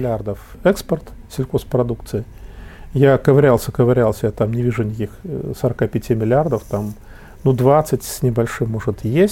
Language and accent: Russian; Ural, Russia; А там сибирские мужики здоровые, я уралец